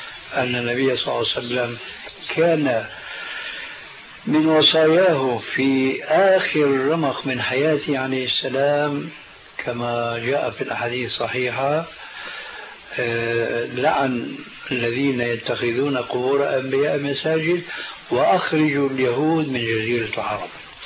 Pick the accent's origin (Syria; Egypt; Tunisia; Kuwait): Syria; كما يقولون عندنا في سوريا